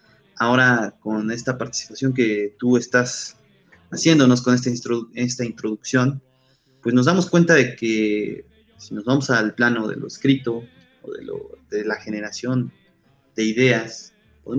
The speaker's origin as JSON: {"language": "Spanish", "country": "Mexico", "said": "identificarnos a nosotros como mexicanos"}